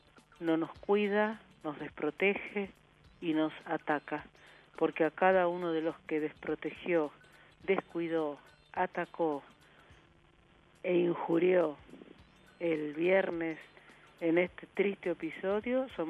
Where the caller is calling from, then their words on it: Almagro, Buenos Aires, Argentina; de Almagro.